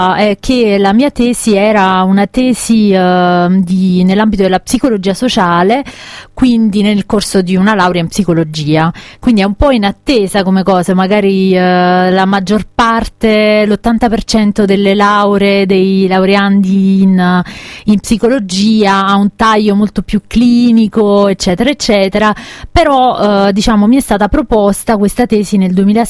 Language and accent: Italian; Caserta, Campania, Italy; la mia terra, quindi a Caserta, alla Campania